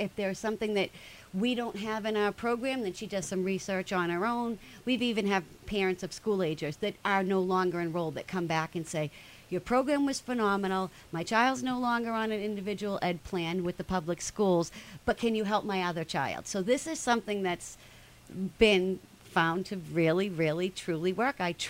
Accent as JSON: {"language": "English", "town": "Billerica", "region": "Massachusetts", "country": "United States", "said": "I am from Billerica, so Billerica is very, very near and dear to my heart."}